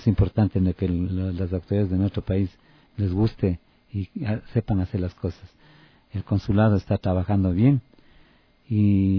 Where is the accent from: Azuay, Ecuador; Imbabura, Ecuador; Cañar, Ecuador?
Imbabura, Ecuador; Otavalo; para hacer acá en mi país y en mi tierra Otavalo.